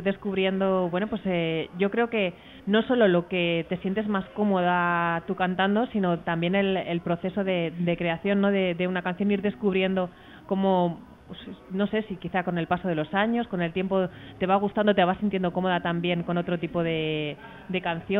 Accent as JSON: {"language": "Spanish", "town": "Arenas de San Pedro", "region": "Castile and León", "country": "Spain", "said": "Yo, por ejemplo, que soy de Arenas de San Pedro, viene muchísima gente de allí"}